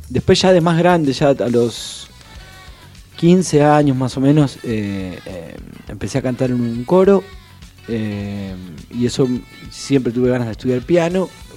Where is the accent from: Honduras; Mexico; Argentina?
Argentina; Isidro Casanova, Buenos Aires Province; Y viví hasta los 25 años en Isidro Casanova.